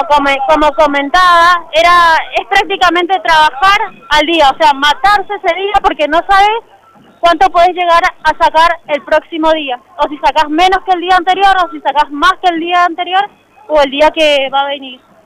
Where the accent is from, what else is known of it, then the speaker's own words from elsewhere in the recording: Ugarteche, Mendoza, Argentina; nosotros somos de Ugarteche